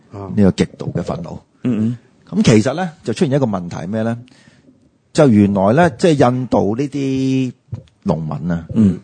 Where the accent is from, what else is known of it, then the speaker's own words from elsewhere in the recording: Guangdong, China; 但係我哋廣東人就。绝对冇问题。